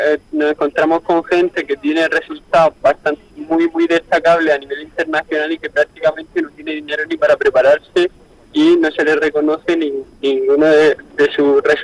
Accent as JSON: {"language": "Spanish", "town": "San Javier", "region": "Region of Murcia", "country": "Spain", "tie": "born or raised there", "said": "aquí en mi tierra, en Murcia, entre San Javier, que es mi pueblo, y la capital de Murcia"}